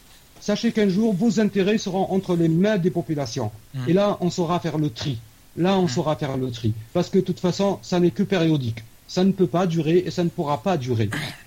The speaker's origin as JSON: {"language": "French", "country": "Algeria", "said": "C'est mon opinion en tant qu'Algérien."}